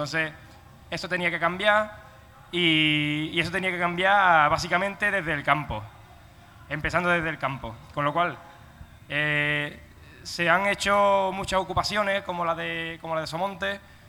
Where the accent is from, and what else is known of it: Palma del Río, Andalusia, Spain